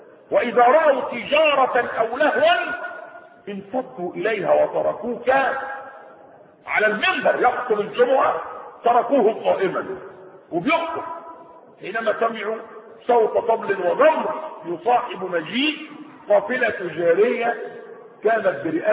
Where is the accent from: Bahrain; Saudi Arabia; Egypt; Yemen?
Egypt; بتاع الكرب اللي ماشي عندنا في مصر